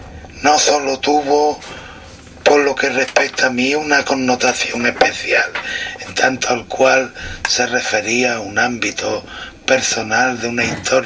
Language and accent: Spanish; Cazalla de la Sierra, Andalusia, Spain; la represión del régimen franquista en mi pueblo, Casalla de la Sierra, y en los pueblos que conformaban el partido judicial que conformaba y encabezaba mi pueblo.